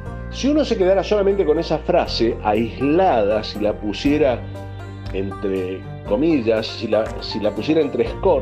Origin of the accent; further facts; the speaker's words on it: Argentina; Esa es la parte de la realidad que tenemos que ver como argentinos